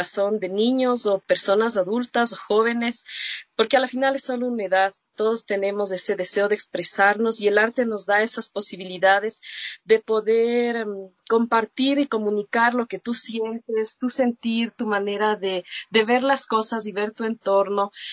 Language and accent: Spanish; Ambato, Tungurahua, Ecuador; Bueno, yo soy ambateña, tengo 34 años